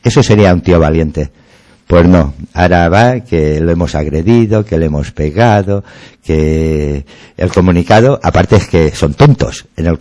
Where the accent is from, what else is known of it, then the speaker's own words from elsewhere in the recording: Catalonia, Spain; de barrio somos tú y yo somos del Besós, nos hemos criado con amigos de la mina